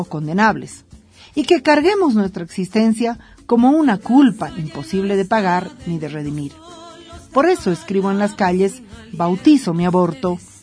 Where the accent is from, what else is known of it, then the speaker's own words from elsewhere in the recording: Bolivia; como mujeres bolivianas defenderemos la despenalización del aborto por convicciones propias